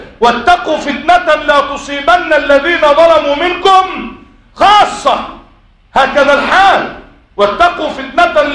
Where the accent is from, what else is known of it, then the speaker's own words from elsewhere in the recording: Egypt; اللهم احفظ بلدنا مصر